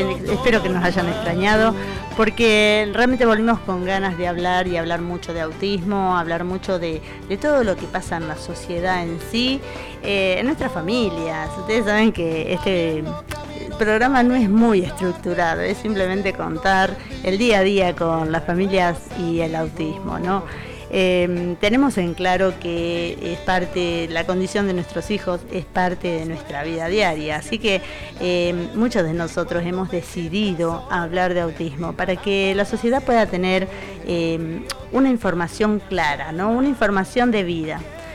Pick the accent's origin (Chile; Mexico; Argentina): Argentina; Cañuelas, Buenos Aires Province; soy de acá de Cañuelas. Tengo una hermosa familia, tengo 6 hijos